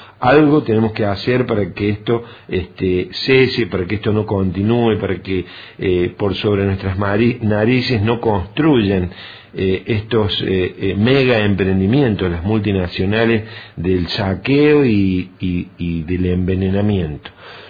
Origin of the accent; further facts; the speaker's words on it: Córdoba, Argentina; nos toca vivir a Córdoba como cordobeses y como argentinos